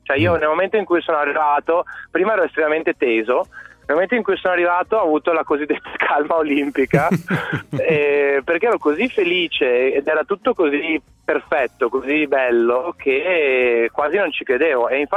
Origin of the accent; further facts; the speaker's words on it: Treviso, Veneto, Italy; Io poi da trevigiano sai, sempre seguito il basket